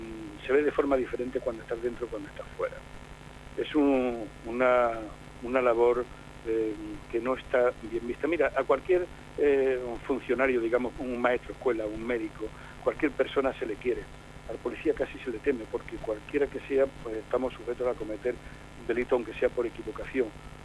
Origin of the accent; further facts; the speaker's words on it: Jumilla, Region of Murcia, Spain; se inauguró en Jumilla, mi pueblo natal, la primera exposición